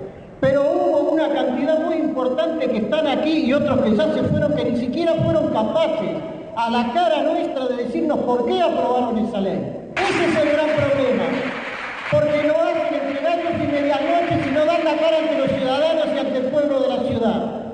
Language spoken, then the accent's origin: Spanish; Buenos Aires, Argentina; soy ciudadano de la Ciudad de Buenos Aires, para más datos del barrio de Villa Crespo.